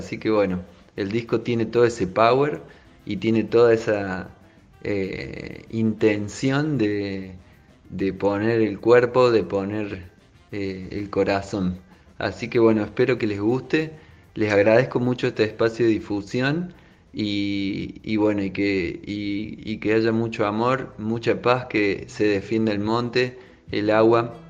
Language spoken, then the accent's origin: Spanish; Córdoba, Argentina; born there; also born or lived in Madrid; y, bueno, y estamos tocando. Primero nacimos acá en Córdoba y nos mudamos al toque a vivir 5 años en Madrid.